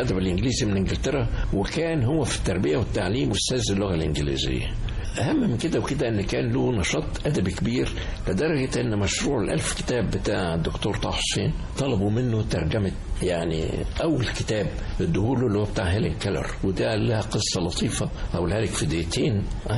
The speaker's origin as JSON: {"language": "Arabic", "town": "Cairo", "region": "Cairo Governorate", "country": "Egypt", "tie": "born or raised there", "also_born_or_lived": "Mansoura", "said": "وبعد كده جينا انتقلنا إلى مصر هنا ما كنت طفل صغير"}